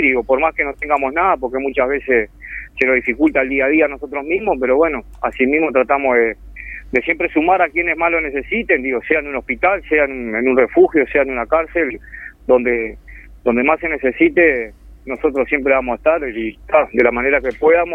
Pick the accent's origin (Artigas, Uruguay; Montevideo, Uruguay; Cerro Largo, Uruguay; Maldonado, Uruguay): Montevideo, Uruguay; yo soy criado ahí, nacido y criado en Montevideo, y recuerdo que en aquel entonces, cuando era niño